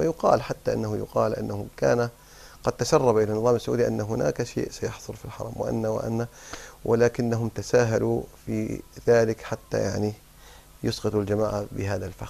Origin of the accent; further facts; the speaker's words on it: Kuwait; حتى أنهم عندنا في الكويت حصلت مشاكل كثيرة